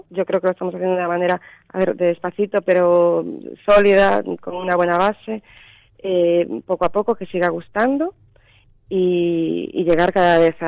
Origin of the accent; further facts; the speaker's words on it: Cuntis, Galicia, Spain; born there; Sí, bueno, yo no, yo nací en Cuntis.